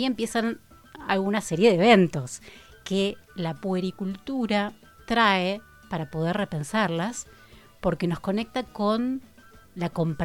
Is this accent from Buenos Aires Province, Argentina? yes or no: no; Rosario, Santa Fe, Argentina; Sí, me formé en Rosario, que es mi ciudad natal, hablando de nacimientos.